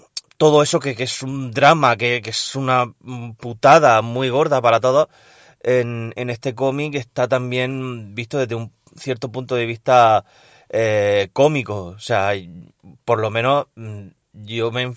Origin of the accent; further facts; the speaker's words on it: Region of Murcia, Spain; vuestro murciano favorito.